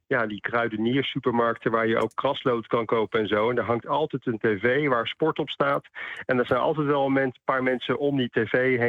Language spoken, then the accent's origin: Dutch; Netherlands; Ja, dat vind ik zelf ook als Nederlander.